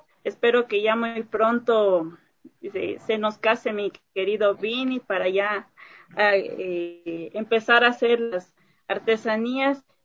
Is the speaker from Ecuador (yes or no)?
yes; Ecuador; nos enaltecen a nosotros como ecuatorianos